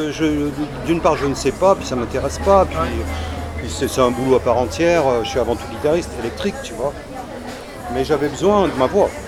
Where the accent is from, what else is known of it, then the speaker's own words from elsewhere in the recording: Bordeaux, Nouvelle-Aquitaine, France; Et j'ai grandi à Bordeaux.